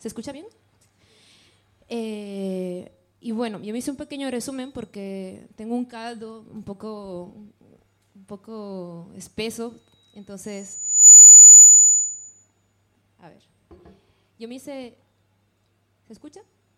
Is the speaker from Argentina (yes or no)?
no; Bolivia; En Bolivia hay muchos, yo soy de Bolivia, hay muchos movimientos libertarios. Para mí forman parte de mi historia, de mi cultura.